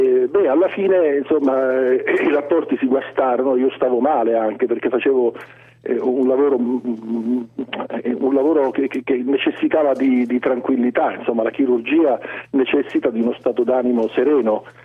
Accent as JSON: {"language": "Italian", "region": "Sicily", "country": "Italy", "accent": "Swedish", "said": "avrà capito che io sono siciliano, anche malgrado questo accento svedese."}